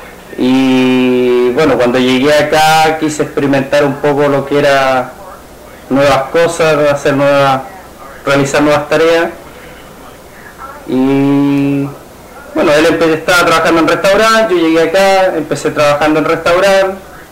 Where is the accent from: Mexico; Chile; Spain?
Chile; moved away as an adult; now in Bethany Beach, United States; tengo 33 años, soy de nacionalidad chilena. Estoy acá en Estados Unidos hace más o menos 3 años, 2 años y medio, casi 3.